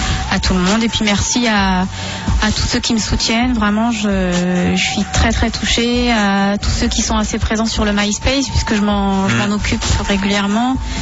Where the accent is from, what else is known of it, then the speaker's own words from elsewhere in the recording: Saint-Denis, Île-de-France, France; born there; j'ai montré à mon fils où je suis née, à Saint-Denis.